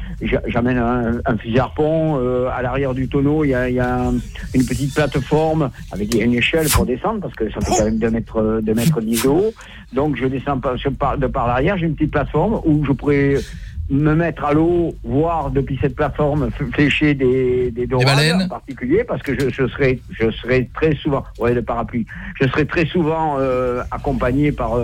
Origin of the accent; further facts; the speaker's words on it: Arès, Nouvelle-Aquitaine, France; je suis d'Arès, je suis un Arésien de pure souche.